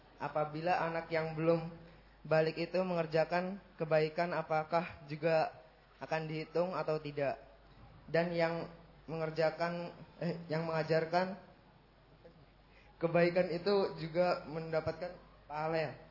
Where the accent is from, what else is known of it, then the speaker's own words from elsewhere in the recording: Tangerang, Banten, Indonesia; Saya dari Tangerang.